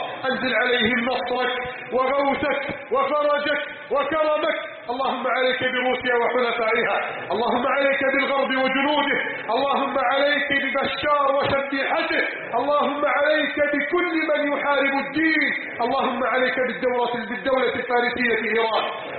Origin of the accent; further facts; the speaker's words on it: Egypt; اللهم احفظ بلدنا مصر من كيد الكائدين